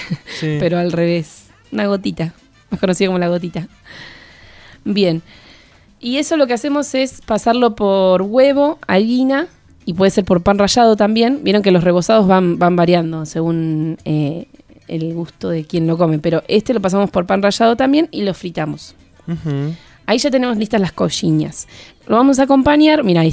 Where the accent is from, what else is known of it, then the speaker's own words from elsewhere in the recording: Bahía Blanca, Buenos Aires Province, Argentina; Yo soy de Bahía Blanca